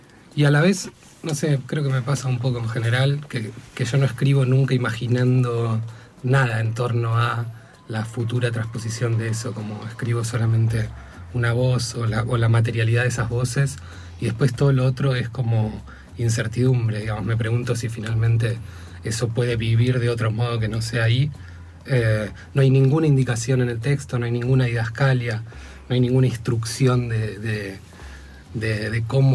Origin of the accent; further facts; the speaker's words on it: Miramar, Buenos Aires Province, Argentina; es un mudo poeta que vive en Miramar, de donde soy yo, en invierno